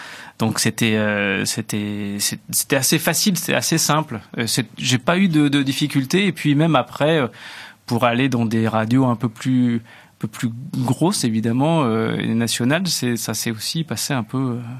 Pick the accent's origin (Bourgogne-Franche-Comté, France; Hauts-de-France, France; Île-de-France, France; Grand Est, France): Hauts-de-France, France; À Roubaix, dans le Nord, puisque je viens du Nord.